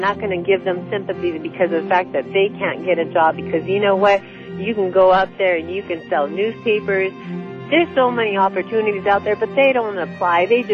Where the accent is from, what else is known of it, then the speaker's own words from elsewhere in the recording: Pasadena, California, United States; I'm from Pasadena, California, and every morning on my way to work, I see the same homeless in the same area